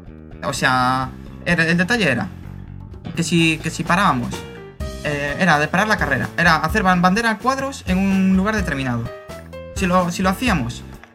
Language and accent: Spanish; Galicia, Spain; Ya esto ya deja clarísimo que somos gallegos, ya no por el acento.